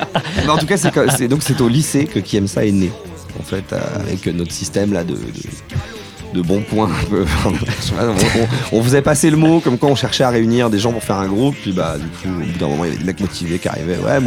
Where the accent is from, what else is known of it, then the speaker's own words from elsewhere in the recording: Lassay-les-Châteaux, Pays de la Loire, France; also born or lived in Angers; alors je suis né à Angers. Toute ma famille est originaire à peu près de ce coin-là. Et ensuite, mes parents ont déménagé en Mayenne pour le boulot. Et donc, j'ai grandi à Lassay-les-Châteaux, dans le nord Mayenne. C'est pas un très gros bled, ça fait 2500 habitants.